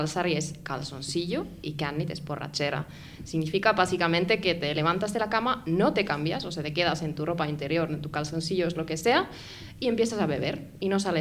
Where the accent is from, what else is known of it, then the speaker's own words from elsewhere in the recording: North Finland, Finland; Spanish is a second language; en mi pueblo, en el norte de Finlandia, pegado a Laponia.